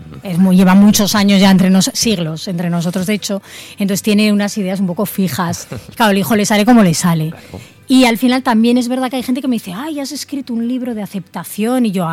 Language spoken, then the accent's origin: Spanish; Zaragoza, Aragon, Spain; es la primera vez que publico con una editorial de Zaragoza, que ya me hacía ilusión publicar en mi tierra